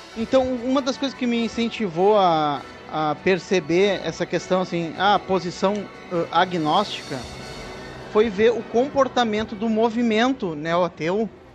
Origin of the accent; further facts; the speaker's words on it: Brazil; Você, eu sou ateu, sou brasileiro e sou ateu e tal.